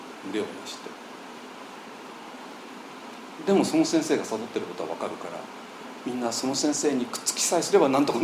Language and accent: Japanese; Ota, Tokyo, Japan; moved away as an adult; 東京で生まれちゃったんですよ。私東京の大田区で生まれたんですけどね。